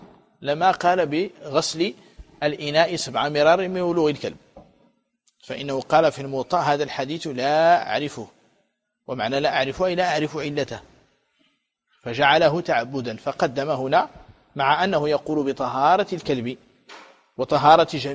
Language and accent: Arabic; Morocco; ولكن في الأندلس وعندنا في المغرب يجفف ييبس ويدخر ويقتات